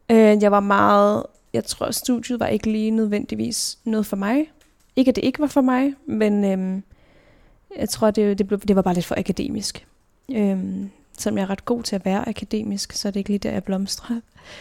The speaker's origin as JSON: {"language": "Danish", "town": "Roskilde", "region": "Zealand", "country": "Denmark", "tie": "born or raised there", "said": "jeg er født og opvokset i Roskilde."}